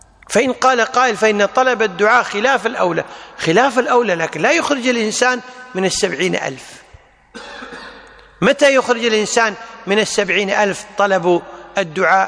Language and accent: Arabic; Kuwait; العامة عندنا بالكويت يقولون الطيور طارت برزاقها